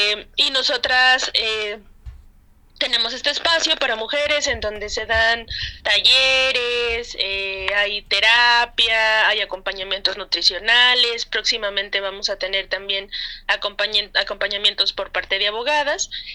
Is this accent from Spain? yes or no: no; Mexico; now in San Luis Potosí, Mexico; yo soy de México, habito en San Luis Potosí, que es un lugar que está en el Bajío, no somos norte, ni somos sur, ni somos centro, tenemos una locación extraña.